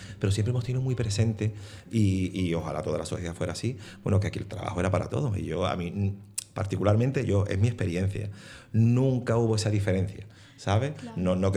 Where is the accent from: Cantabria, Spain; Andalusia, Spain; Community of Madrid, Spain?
Andalusia, Spain; nosotros como andaluces, como andaluzas, hemos vivido eso todavía mucho más fuerte.